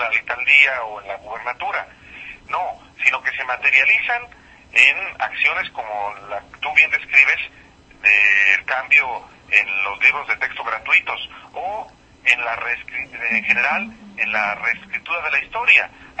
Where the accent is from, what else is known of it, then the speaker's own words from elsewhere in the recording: Jalisco, Mexico; en estados como del que yo soy, de Jalisco o en Guanajuato, donde me encuentro ahorita por cuestiones familiares.